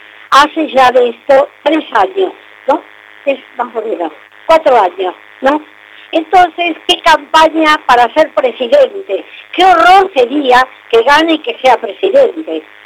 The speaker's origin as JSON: {"language": "Spanish", "country": "Argentina", "said": "a mí me da vergüenza como argentina."}